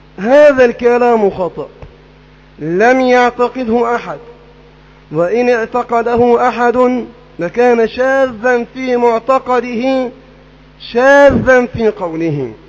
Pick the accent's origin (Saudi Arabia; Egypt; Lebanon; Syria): Egypt; هذه الفرقة موجودة تنتشر في كل مكان في بلدنا مصر